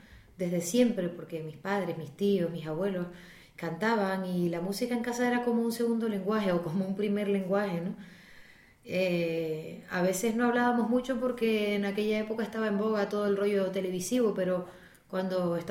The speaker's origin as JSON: {"language": "Spanish", "town": "Icod de los Vinos", "region": "Canary Islands", "country": "Spain", "tie": "born or raised there", "said": "Yo empecé las clases de música con una profesora particular en ICOD, de las pocas que se atrevió, o creo que la única en aquel momento que se atrevió en mi pueblo"}